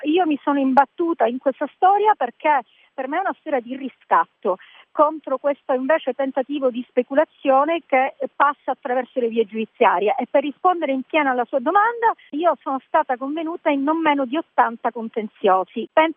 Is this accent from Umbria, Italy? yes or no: no; Sicily, Italy; E io ho voluto dare un contributo alla mia terra, la Sicilia, una terra da cui tutti vanno via